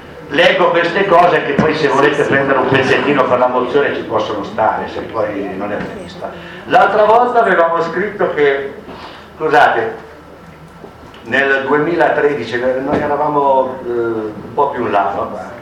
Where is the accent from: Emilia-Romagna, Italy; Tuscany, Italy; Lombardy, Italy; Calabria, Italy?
Emilia-Romagna, Italy; Ferrara; ci sono i miei est di Ferrara, che io sono ferrarese